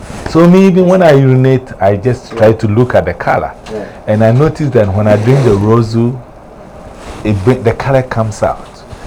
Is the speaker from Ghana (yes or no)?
yes; Ghana; moved away; ever since I came from Ghana, the closest I have drank was it's juice.